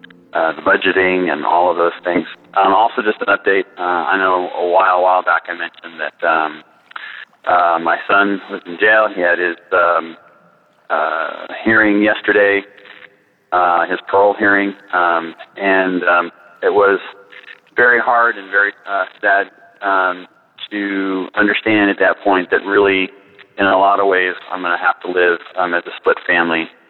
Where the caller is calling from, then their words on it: Mesa, Arizona, United States; from Mesa. I'll clarify that by saying from East Mesa, in Arizona